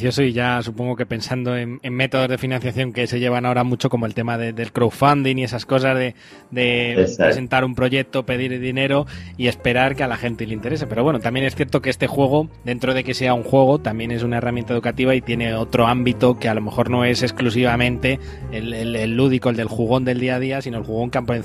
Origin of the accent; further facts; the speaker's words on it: Spain; como somos de aquí de España